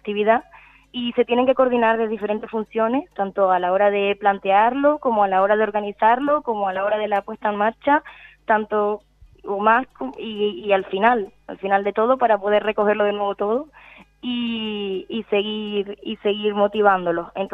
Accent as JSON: {"language": "Spanish", "region": "Canary Islands", "country": "Spain", "said": "pusimos un rasgo de nuestra identidad como canaria"}